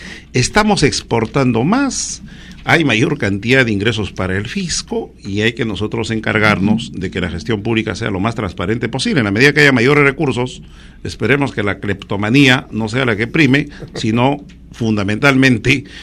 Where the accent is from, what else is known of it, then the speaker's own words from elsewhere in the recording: Huancavelica, Peru; Yo soy de Huancavelica.